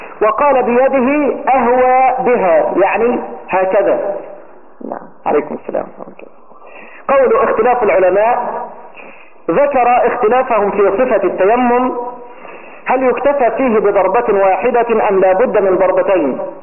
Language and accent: Arabic; Egypt; أو لأن الدارج في بلده عندنا في مصر إن هذه الكلمة كلمة خارجة